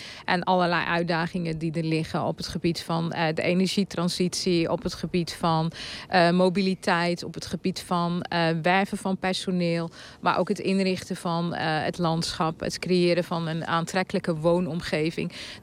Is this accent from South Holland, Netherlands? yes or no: no; Zeeland, Netherlands; want wij zijn heel erg gewoon natuurlijk als Zeeuws-Vlamingen om te leven met de Belgen.